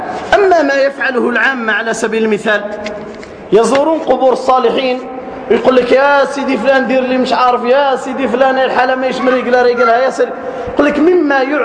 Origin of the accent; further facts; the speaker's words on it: South, Algeria; خاصة عندنا في الجنوب، بل حتى في الشمال